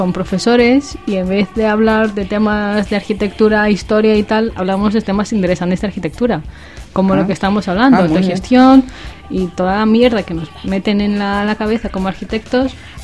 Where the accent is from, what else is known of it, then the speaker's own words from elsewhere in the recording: Greece; Tengo envidia porque siendo griega nunca he hecho ninguna ocupación